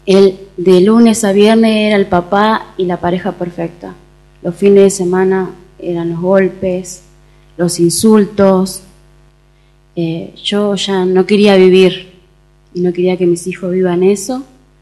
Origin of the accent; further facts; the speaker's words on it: Entre Ríos, Argentina; moved away; poco contacto con mi familia, porque como me vine de Entre Ríos, estaba aislada de todo.